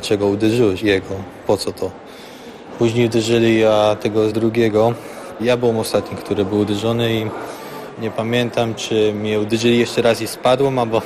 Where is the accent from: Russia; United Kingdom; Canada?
Canada; now in Poland; Pochodzę z Kanady, ale rodzice są Polakami. Zdecydowałem tutaj uczyć, bo słyszałem, że tutaj dobre są studia.